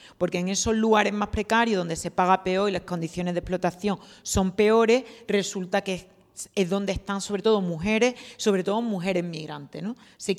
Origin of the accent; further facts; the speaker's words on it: Seville, Andalusia, Spain; vengo de Sevilla.